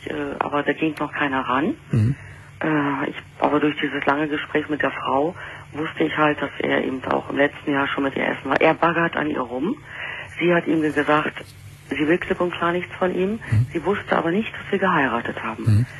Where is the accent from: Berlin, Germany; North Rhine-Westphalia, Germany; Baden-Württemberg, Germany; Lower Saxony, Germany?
Berlin, Germany; ich bin ja Berlinerin